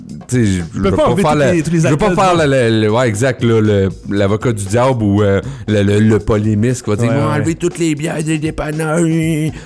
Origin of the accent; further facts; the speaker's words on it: Sorel, Quebec, Canada; Moi, je viens de Sorel puis ça a pas été banni, ces deux choses-là.